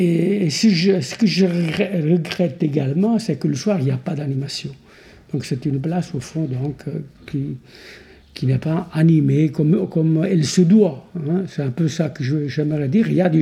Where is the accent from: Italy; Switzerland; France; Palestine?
Italy; Et en tant qu'Italien, je n'arrive pas à le concevoir.